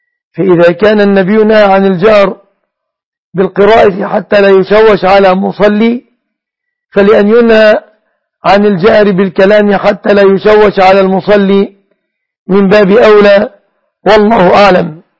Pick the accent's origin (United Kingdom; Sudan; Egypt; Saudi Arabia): Egypt; أنا مصري مثلك يا أشرف